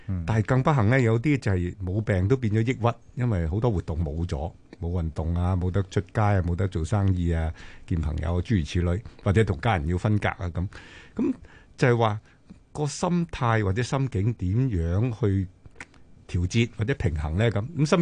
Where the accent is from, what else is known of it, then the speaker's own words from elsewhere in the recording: China; 咁我哋中国人一定要知道啦，系咪？